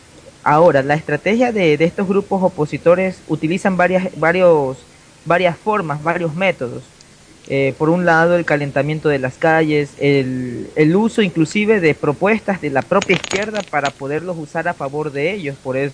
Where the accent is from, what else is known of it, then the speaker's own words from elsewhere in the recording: Ecuador; en este caso nosotros como ecuatorianos tomamos el ejemplo de Argentina